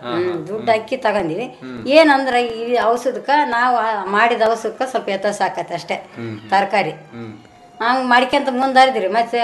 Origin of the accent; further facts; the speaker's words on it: Hospet, Karnataka, India; ನಮ್ಮ ಸ್ವಂತ ಊರು ಹೊಸಪೇಟೆ ರೀ.